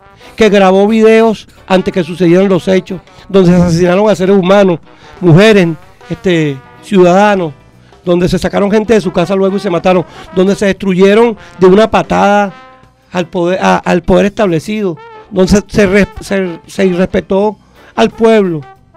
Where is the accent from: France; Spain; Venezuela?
Venezuela; como comunicador, como venezolano, como patriota.